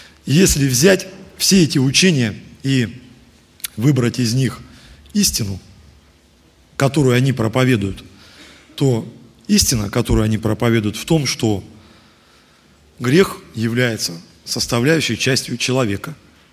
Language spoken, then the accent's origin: Russian; Mezhdurechensk, Kemerovo Oblast, Russia; я из Междуреченска, руководитель молодежи.